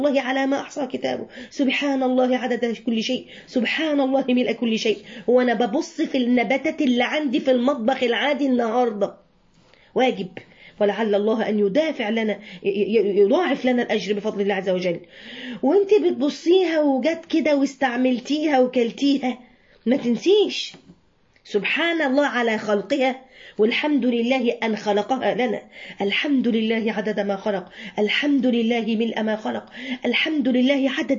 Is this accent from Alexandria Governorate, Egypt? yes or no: yes; Alexandria, Alexandria Governorate, Egypt; اول مرة اشوفها وانا صغيرة جدا جدا في اسكندرية